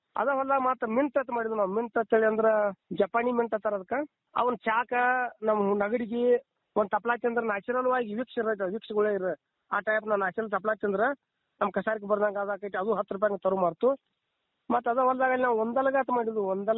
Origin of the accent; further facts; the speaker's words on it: Pamaladinni, Karnataka, India; ನಮ್ಮೂರು ಪಾಮಲದಿನಿ, ಗೋಕಾಕ್ ತಾಲೂಕು, ಜಿಲ್ಲಾ ಬೆಳಗಾವಿ.